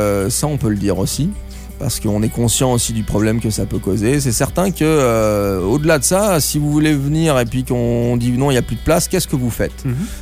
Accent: Southern France, France; Vous l'avez compris, je suis français. Et c'est un peu comme les Parisiens vis-à-vis des villes de province. Moi, je suis du sud de la France au départ.

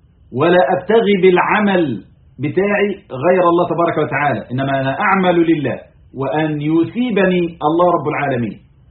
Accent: Egypt; يعني احنا عندنا في مصر فترة من الفترات

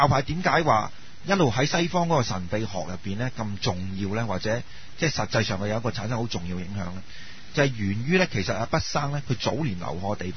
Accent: Guangdong, China; 譬如话我哋广东人咁样，咁即系三，我哋中意啦。

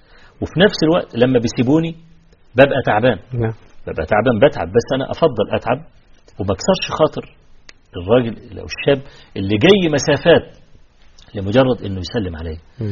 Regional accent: Egypt; انا شاب فقير وجاي من مصر وجاي فقط لاطلب العلم عندك

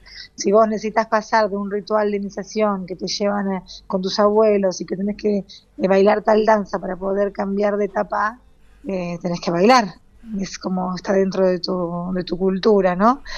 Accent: Mozambique; pues crecí en Mozambique

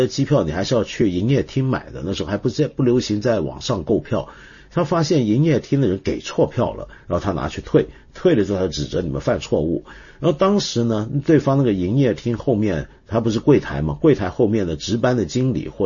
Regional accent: Hong Kong; 你知道我们香港人以前是怎么讲这句话吗？

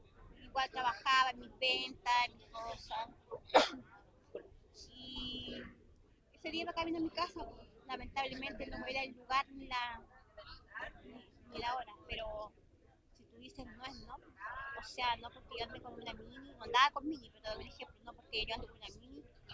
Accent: Puerto Natales, Magallanes, Chile; Soy de Puerto Natales, Punta Arenas, casi lo mismo.

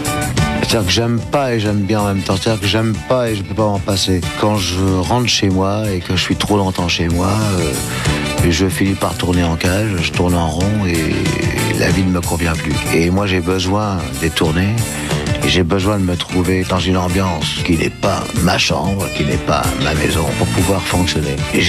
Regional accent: France; Moi je suis français, je veux rester en France.

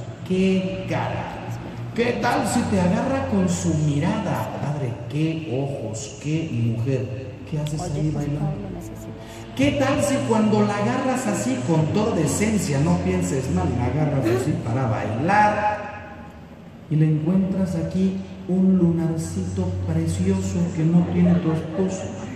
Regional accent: Mexico; Yo soy mexicano.

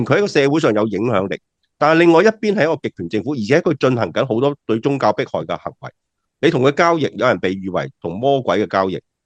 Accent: Hong Kong; 我哋身为香港人啦，经历过2019嘅抗争运动啦

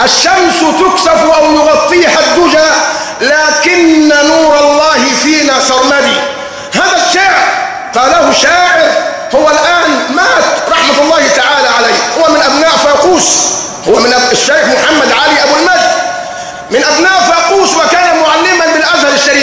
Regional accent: Egypt; حتى عندنا كمصريين نقول ضرائر

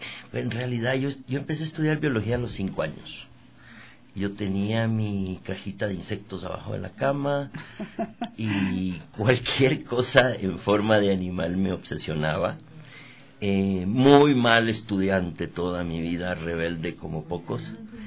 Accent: Quito, Pichincha, Ecuador; Yo soy quiteño.

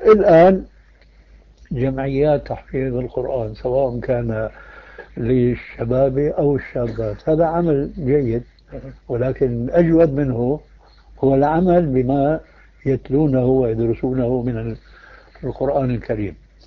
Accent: Damascus, Damascus Governorate, Syria; الفتيات التي يسمين عندنا في دمشق

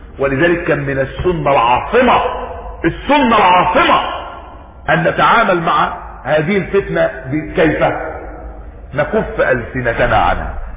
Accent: Egypt; وجدنا برضو رجلا عندنا في مصر، اسامة القوص

